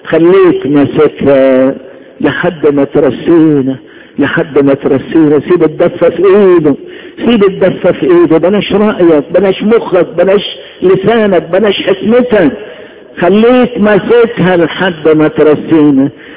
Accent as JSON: {"language": "Arabic", "region": "Upper Egypt", "country": "Egypt", "accent": "Saidi", "said": "انا بتكلم صعيدي."}